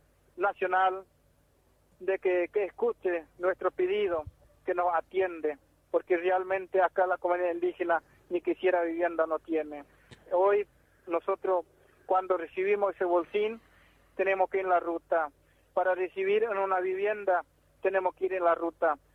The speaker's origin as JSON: {"language": "Spanish", "country": "Argentina", "said": "Acá somos argentinos, somos indios, somos Toba, Iñacom, pero también somos ciudadanos de esta querida patria argentina."}